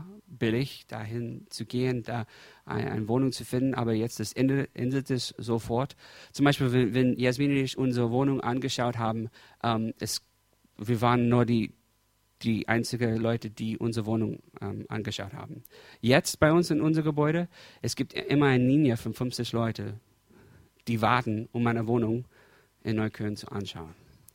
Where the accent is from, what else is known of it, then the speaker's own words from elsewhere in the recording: United States; German is a second language; Ich bin Amerikaner und ich habe in die letzten 30 Jahre, ich habe in drei verschiedenen Großstädten gewohnt. Die meiste Zeit, wir haben mit meiner Familie immer in einem Vorort, wo es sicher war, wo es ziemlich weiß war, ich meine weiße Leute.